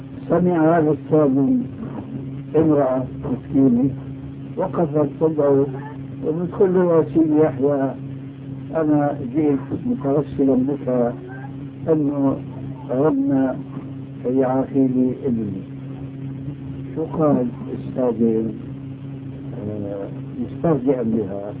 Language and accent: Arabic; Damascus, Damascus Governorate, Syria; also born or lived in Albania; now in Jordan; أنا أصلي ألماني ثم دمشقي ثم أردني، فأنا أعرف البلاد هاي كل واحدة لها إيش مجهولة المصيبة